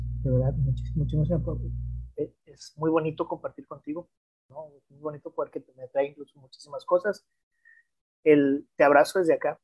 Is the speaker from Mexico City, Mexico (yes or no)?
no; Culiacán, Sinaloa, Mexico; Yo acá estoy en Culiacán, seguiré en Culiacán, amo mi tierra realmente